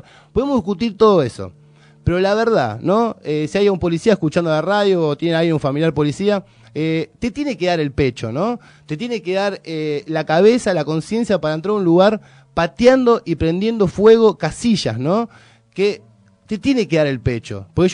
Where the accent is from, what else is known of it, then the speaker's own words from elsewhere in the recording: Villa Lugano, Buenos Aires, Argentina; porque yo soy nacido y criado en Lugano, y a la del Pini iba a la secundaria yo.